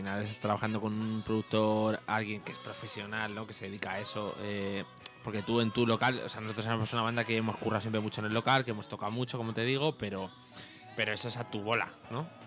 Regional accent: Alcalá de Henares, Community of Madrid, Spain; es que nosotros somos de Alcalá de Henares y Camarma es una localidad que está cerquita de Alcalá de Henares

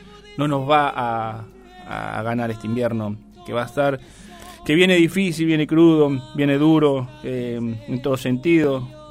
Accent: Argentina; nos ha hecho perder mucho de lo que somos nosotros, lo que somos realmente los argentinos, de mirar para adentro

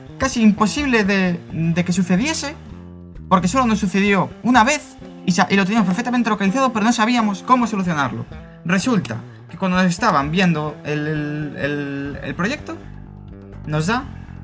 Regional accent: Galicia, Spain; Ya esto ya deja clarísimo que somos gallegos, ya no por el acento.

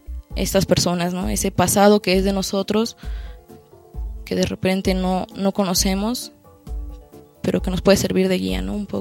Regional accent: Mexico City, Mexico; a pesar de que soy del DF y no soy campesina y vivo en esta época y no hace 50 años

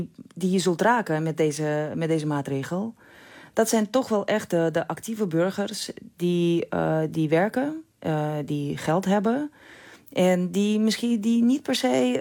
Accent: Russia; Dutch is a second language; now in Netherlands; Ik heb persoonlijk nog geen moeilijkheden gehad. Al moet ik zeggen dat ik ik in Nederland al heel lang woon. En ik spreek de taal.

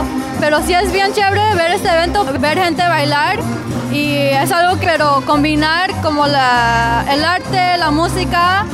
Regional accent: Los Angeles, California, United States; also born or lived in Lima, Peru; Nací en Lima, Perú, pero crecí en Los Ángeles, en Highland Park.

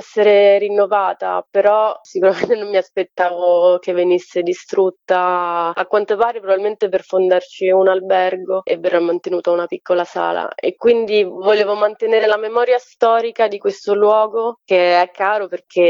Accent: Domodossola, Piedmont, Italy; io sono di Domodossola

